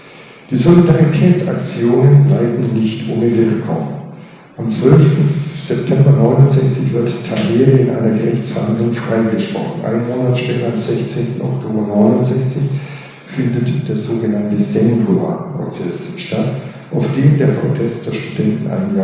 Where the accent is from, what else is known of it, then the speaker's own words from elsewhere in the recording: Alfeld, Lower Saxony, Germany; als ich in meiner Heimatstadt Ahlfeld im Jahre 1961